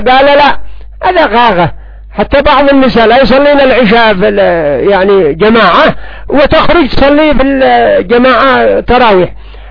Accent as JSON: {"language": "Arabic", "country": "Yemen", "said": "ولا سيما عندنا في اليمن"}